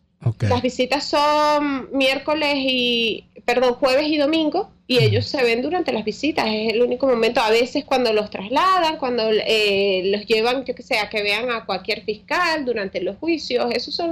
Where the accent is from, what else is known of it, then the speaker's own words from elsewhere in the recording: Canary Islands, Spain; Nosotros nos criamos en una isla, en Tenerife, en España.